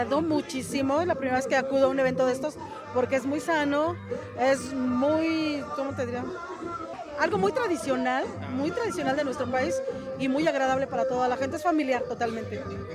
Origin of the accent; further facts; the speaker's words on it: Mexico City, Mexico; yo vengo de la Ciudad de México